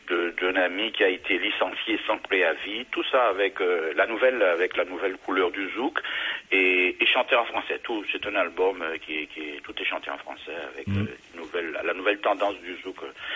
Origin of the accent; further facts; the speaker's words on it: French West Indies, France; comme je suis des Antilles, j'essaie de défendre un petit peu...